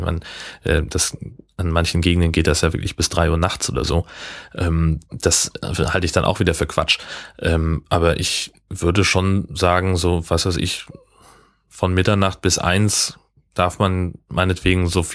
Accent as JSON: {"language": "German", "region": "Hesse", "country": "Germany", "tie": "born or raised there", "said": "Nee, Heimatdorf. Da, wo ich groß geworden bin, in Hessen."}